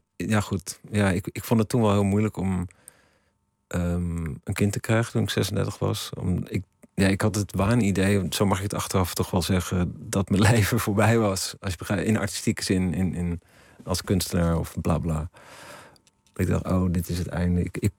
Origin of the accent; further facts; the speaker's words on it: Ermelo, Gelderland, Netherlands; Ik ben in Ermelo opgegroeid.